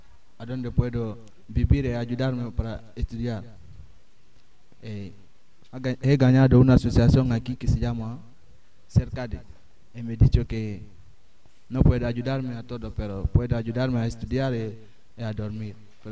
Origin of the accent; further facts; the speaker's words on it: Guinea; Soy de Guinea.